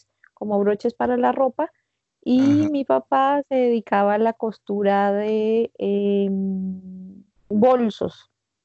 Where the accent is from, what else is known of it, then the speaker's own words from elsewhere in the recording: Bogotá, Bogotá D.C., Colombia; born there; se encontraron en la vida en la ciudad de Bogotá, donde yo nací.